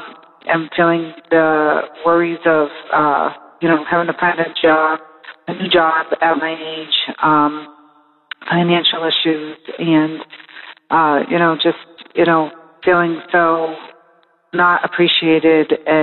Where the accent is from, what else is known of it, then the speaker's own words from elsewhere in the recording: Massachusetts, United States; I'm from Massachusetts.